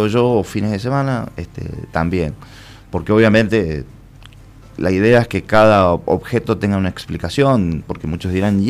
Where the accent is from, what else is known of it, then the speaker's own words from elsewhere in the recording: San José, Mendoza, Argentina; born there; el Uribe de San José, donde yo nací.